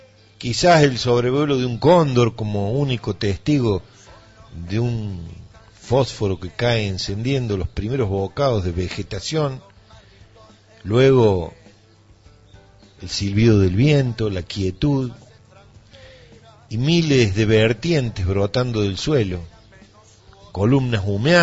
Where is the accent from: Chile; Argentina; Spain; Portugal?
Argentina; Villa Dolores, Córdoba; una realidad que es la que supe vivir yo durante mi niñez, mi adolescencia, aquí en Tras la Sierra. Solía vivir en Villa Dolores, nací en Villa Dolores también